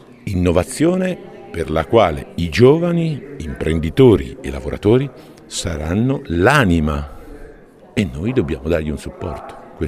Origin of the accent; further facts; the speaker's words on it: Umbria, Italy; Io vengo dalla regione dell'Umbria, che ha appena finito la sua ricostruzione del disagio.